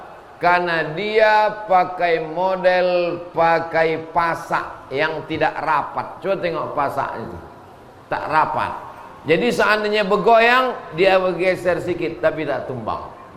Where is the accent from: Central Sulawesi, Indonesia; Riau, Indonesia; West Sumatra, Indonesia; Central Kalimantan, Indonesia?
Riau, Indonesia; Saya dari Riau.